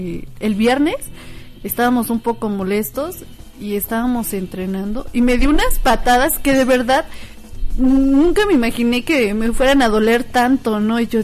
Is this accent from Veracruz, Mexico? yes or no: no; Pachuca, Hidalgo, Mexico; now in Tulancingo, Mexico; a veces piensan que soy de Tulancingo, pero no, soy originaria de Pachuca, pero resido en Tulancingo.